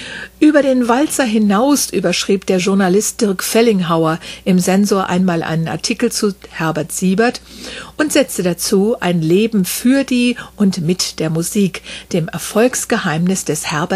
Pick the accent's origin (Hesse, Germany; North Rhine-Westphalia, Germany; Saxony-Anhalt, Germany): Hesse, Germany; Wiesbaden; in meiner Heimatstadt Wiesbaden